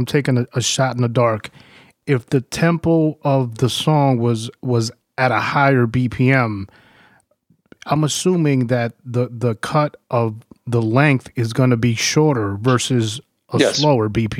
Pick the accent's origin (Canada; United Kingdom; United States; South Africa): United States; New York; first language Spanish; also born or lived in El Salvador; because I was born in El Salvador. So I came to New York when I was four. So I had to go, all I knew was Spanish.